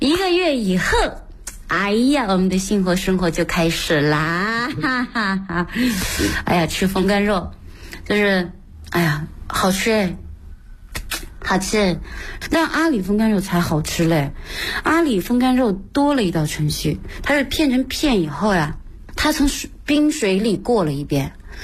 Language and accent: Chinese; Beijing, China; 我是跟不上我们北京人走路的步子